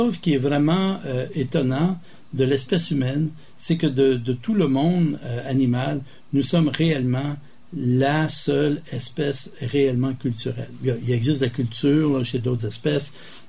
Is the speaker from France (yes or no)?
no; Montreal, Quebec, Canada; je suis un Québécois, francophone, canadien, nord-américain, il y a plusieurs échelles de culture, là, mais je suis un Québécois, francophone, un Montréalais.